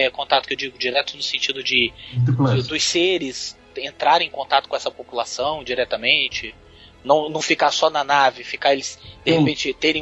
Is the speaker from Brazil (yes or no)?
yes; Brasília, Federal District, Brazil; Somos de Brasília.